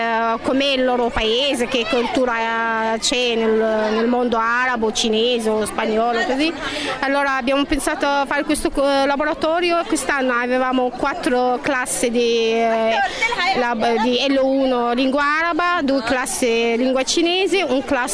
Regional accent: Egypt; Italian is a second language; now in Italy; sono egiziana, sono qua in Italia da 10 anni

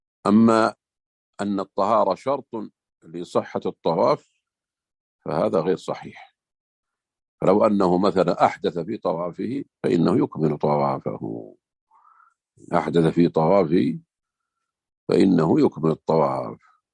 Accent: Saudi Arabia; احنا في بعض الجهات عندنا في السعودية هنا

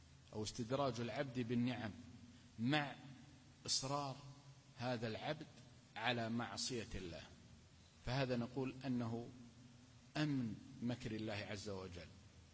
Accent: Al-Qassim, Saudi Arabia; حدثني بها عالم من العلماء عندنا في القصيم

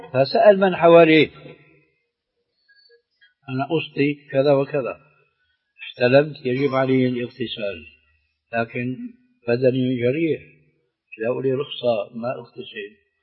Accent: Syria; لكن كما يقولون عندنا في الشام بدها زكتاء

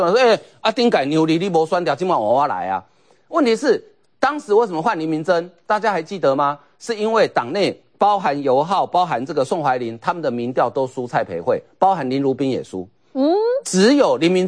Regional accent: Taiwan; 其实我们台湾人常讲

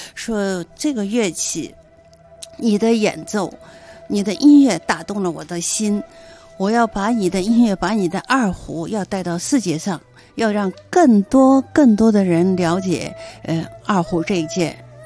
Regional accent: Shanghai, China; born there; 对，我出生在上海。

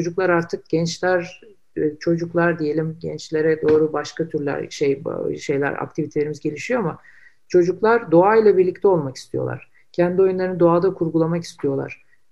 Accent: Istanbul, Turkey; İstanbul bu konuda çok zengin ve ben İstanbullular olarak bunun gerçekten farkında

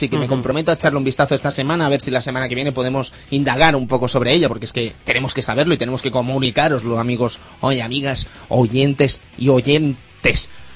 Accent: Catalonia, Spain; Soy catalán.

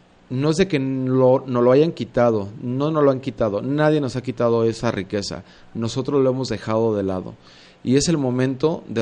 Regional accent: San Antonio Juanacaxtla, Jalisco, Mexico; Yo en lo particular crecí pues en San Antonio, Juanacaxtla, los que me conocen, crecí con el mejor maíz, el mejor frijol, los mejores jitomates, chiles, rábanos y demás, todo eso que se cultivaba en el rancho

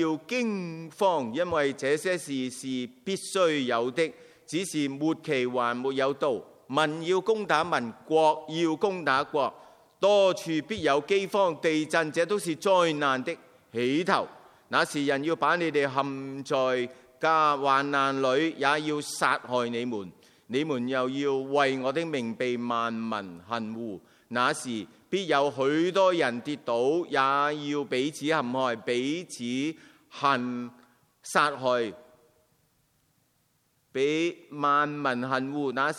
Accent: China; born there; 我在中国出世，所以我都是虽然今天的中国政权不是我认同，但我仍然深爱这个国家

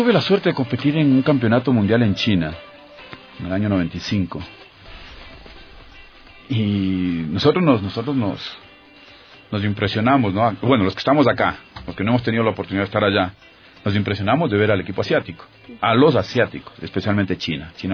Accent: Ecuador; la mentalidad del ecuatoriano. O sea, ya yo soy campeón ecuatoriano

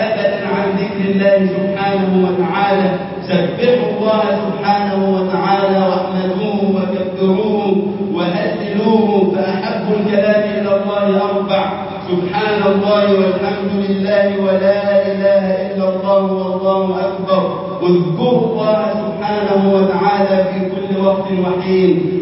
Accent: Egypt; اللهم اجعل بلدنا مصر أمنا أمانا

